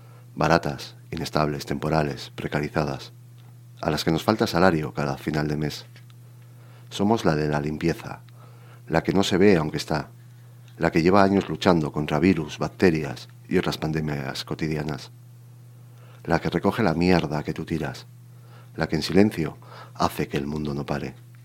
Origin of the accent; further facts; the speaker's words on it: Spain; mi lengua materna es el castellano. Yo aprendí en casa en castellano, en la escuela pública, por los años que ya tenemos y que empezamos a dejar de ser algo jóvenes, estudié todo en castellano. Entonces, el euskera lo aprendí con la edad.